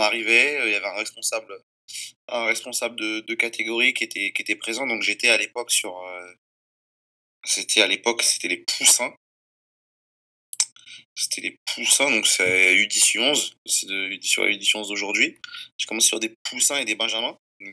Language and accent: French; Paris, Île-de-France, France; Donc j'ai grandi sur Paris, dans le 15e arrondissement. J'y ai passé quasiment toute ma vie.